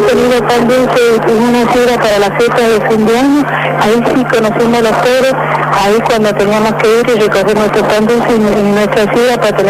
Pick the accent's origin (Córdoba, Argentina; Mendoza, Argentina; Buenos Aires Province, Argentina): Mendoza, Argentina; yo soy de Mendoza